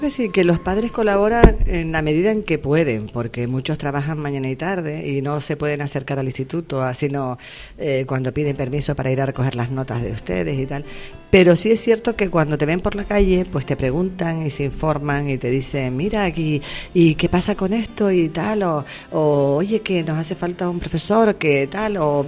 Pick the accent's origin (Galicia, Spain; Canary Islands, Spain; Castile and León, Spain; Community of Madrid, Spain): Canary Islands, Spain; Las Palmas; now in Valsequillo, Spain; yo no soy de Valsequillo, soy de Las Palmas, pero me considero valsequillera de pura cepa. Llevo viviendo aquí ya bastante tiempo, incluso cuando vivía en Las Palmas estaba trabajando ya en Valsequillo, ¿no?